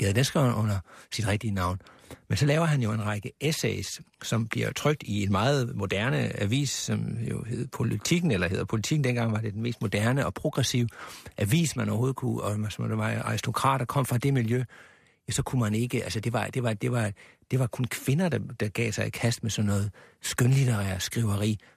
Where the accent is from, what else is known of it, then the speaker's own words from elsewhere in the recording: Sønderborg, Region of Southern Denmark, Denmark; jeg er opvokset i Sønderborg, og jeg har en del af min familie bor i Tyskland, og jeg har utallige gange som barn skulle ind over den her grænse